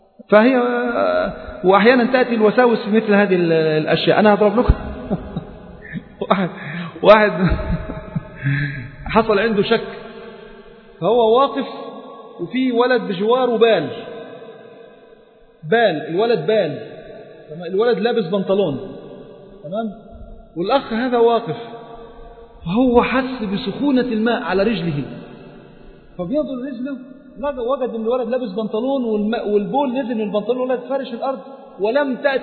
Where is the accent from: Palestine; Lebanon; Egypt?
Egypt; عندنا في مصر نلبس بناطيل يعني